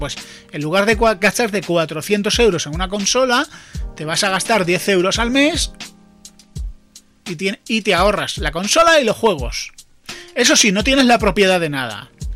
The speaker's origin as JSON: {"language": "Spanish", "country": "Spain", "said": "para mí como español"}